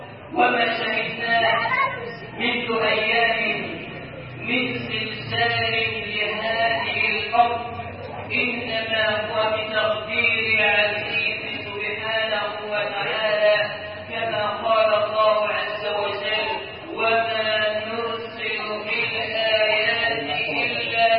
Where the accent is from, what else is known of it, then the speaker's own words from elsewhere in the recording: Egypt; أن تجعل بلدنا مصر أمنا أمانا سخاء رخاء